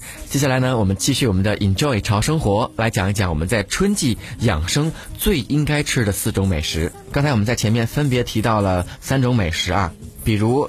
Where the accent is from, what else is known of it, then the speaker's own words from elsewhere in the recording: Beijing, China; 咱们北京人都特别喜欢吃这一口